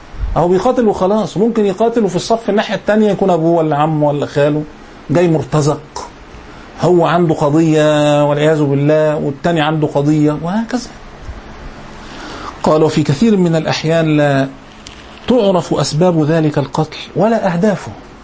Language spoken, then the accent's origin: Arabic; Egypt; أذكر أيام الثورة المشؤومة عندنا في مصر هنا